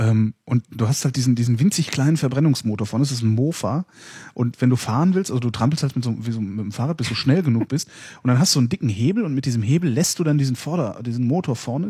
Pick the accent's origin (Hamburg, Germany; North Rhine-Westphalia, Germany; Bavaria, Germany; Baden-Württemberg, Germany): North Rhine-Westphalia, Germany; In der Nähe von Köln, 20 Kilometer von Köln entfernt.